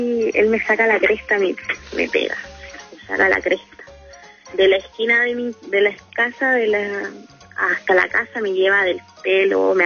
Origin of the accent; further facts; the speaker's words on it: Viña del Mar, Valparaíso, Chile; Y soy de Viña del Mar.